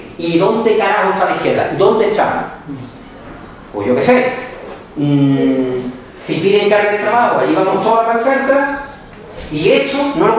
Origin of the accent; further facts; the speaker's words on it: La Zarza, Extremadura, Spain; Bueno, creo que desde mi pueblo, se llama La Zarza